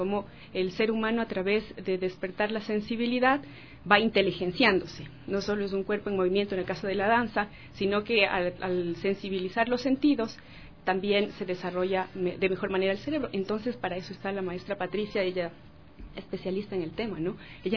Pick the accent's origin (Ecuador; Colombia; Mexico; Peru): Ecuador; empezar como ecuatorianos a caminar en este proceso